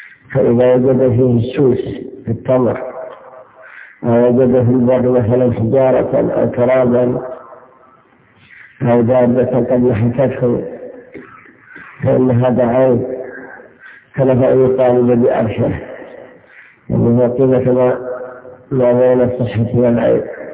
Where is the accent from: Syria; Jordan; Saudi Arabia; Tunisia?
Saudi Arabia; Riyadh, Riyadh Province; كذلك إن كان الوزن عندنا في الرياض مثلا